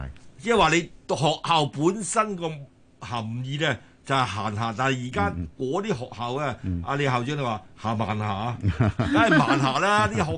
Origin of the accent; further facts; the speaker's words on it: China; 即係等於我哋中國人所講嘅工匠。